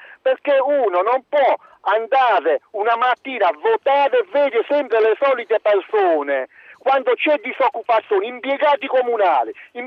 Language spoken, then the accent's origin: Italian; Bari, Apulia, Italy; sono di Bari, della provincia di Bari